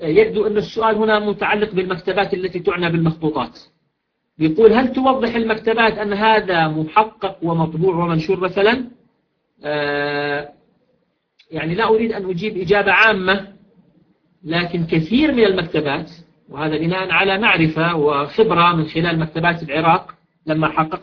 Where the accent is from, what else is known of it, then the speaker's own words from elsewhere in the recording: Jordan; عندنا في الأردن حسب معلوماتي يمكن ذلك بكل سهولة ويسر